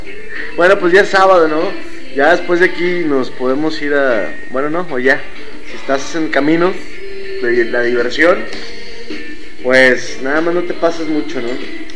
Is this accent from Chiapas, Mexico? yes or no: no; Monterrey, Nuevo León, Mexico; yo soy de Monterrey. Bueno, la mayoría decimos somos de Monterrey, aunque vivamos en otros municipios